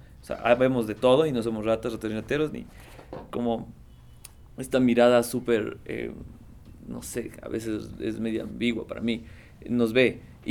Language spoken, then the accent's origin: Spanish; Quito, Pichincha, Ecuador; yo soy del sur de Quito, y yo más bien he venido del sur de Quito construyendo todo un discurso